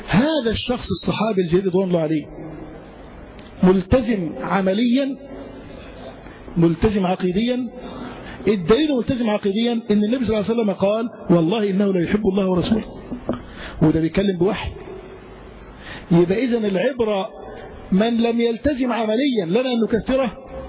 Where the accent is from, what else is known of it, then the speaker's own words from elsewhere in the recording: Egypt; طيب هل الحاكم مثلا عندنا في مصر قصر في شيء من التطبيق